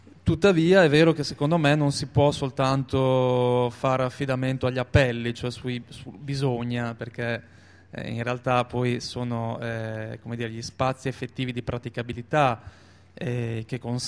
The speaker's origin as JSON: {"language": "Italian", "region": "Emilia-Romagna", "country": "Italy", "lives_now": "Bologna, Italy", "said": "io per esempio vengo dalla provincia di Reggio Emilia, abito a Bologna da 15 anni e io per esempio non mi considero bolognese"}